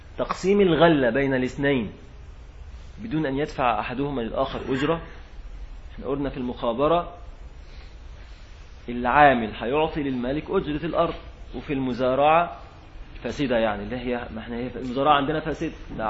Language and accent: Arabic; Egypt; أطيان دي كلمة عندنا في مصر معاشر غير المصريين، الأطيان يعني الأراضي